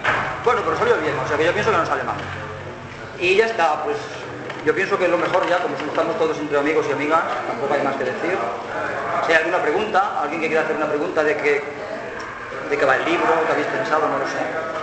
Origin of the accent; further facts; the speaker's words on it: Barcelona, Catalonia, Spain; Y yo que vengo de Barcelona, ¿vale?